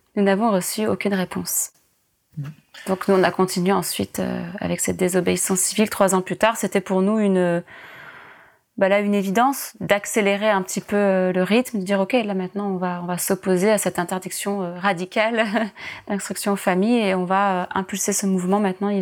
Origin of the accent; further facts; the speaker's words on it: Occitanie, France; Je viens d'Ariège, on vit dans un collectif qui s'appelle le collectif de Pourgue, qui est à côté d'une petite ville qui s'appelle Le Fossat, au milieu de nulle part en Ariège.